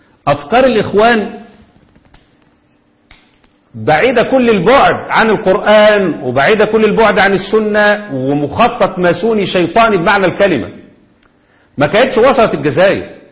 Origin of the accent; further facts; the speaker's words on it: Egypt; نفس اللي حصل عندنا في مصر